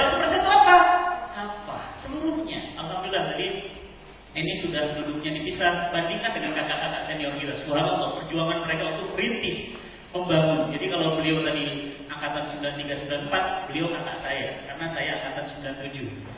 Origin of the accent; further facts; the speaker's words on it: Medan, North Sumatra, Indonesia; tahun 79 di Medan. Ibu saya Solo, bapak saya Sunda. Lahir dan besar di Medan.